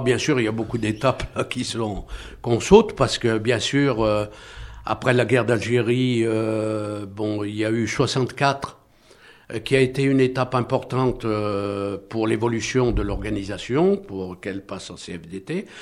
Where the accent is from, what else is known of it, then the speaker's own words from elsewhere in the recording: Saint-Étienne, Auvergne-Rhône-Alpes, France; j'avais écrit préalablement un livre sur mon enfance à Saint-Étienne